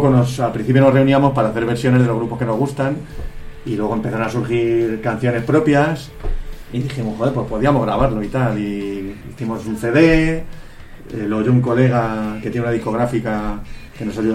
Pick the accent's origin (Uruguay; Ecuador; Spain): Spain; Toledo, Castilla-La Mancha; somos de Toledo, somos un trío